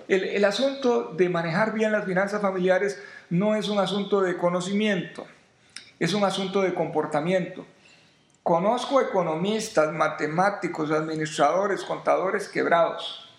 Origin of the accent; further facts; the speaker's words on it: Costa Rica; Son otros los que se hacen dueños de las empresas acá, y no somos los ticos los que somos los dueños.